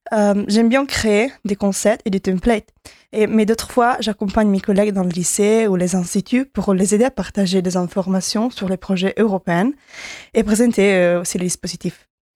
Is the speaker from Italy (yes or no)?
yes; Italy; French is a second language; j'ai 23 ans et je suis italienne.